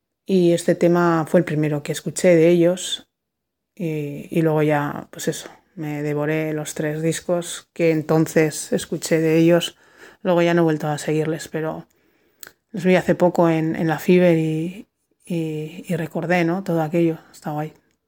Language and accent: Spanish; Vitoria-Gasteiz, Basque Country, Spain; now in Bilbao, Spain; Ya me fui de Gasteiz, que es mi ciudad de origen, y conocí a Gong, el bajista de … de mi primer grupo, y me vine a Bilbo a vivir.